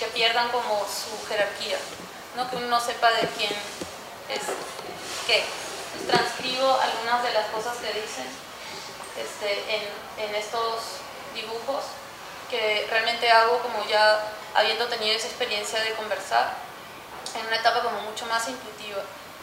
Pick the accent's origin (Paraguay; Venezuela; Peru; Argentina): Peru; moved away as an adult; yo nací en Perú, viví allí hasta los 21 años, estudié allí artes visuales en la Universidad Católica de Perú.